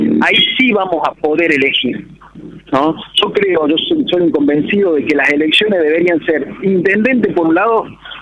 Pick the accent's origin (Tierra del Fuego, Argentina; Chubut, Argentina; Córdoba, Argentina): Córdoba, Argentina; Villa Allende; somos todos de Villa Allende, tenemos todo el derecho